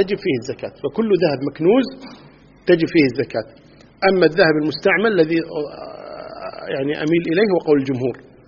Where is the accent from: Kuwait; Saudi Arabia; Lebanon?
Kuwait; مثل أهل البادية مثلا عندنا في الكويت هنا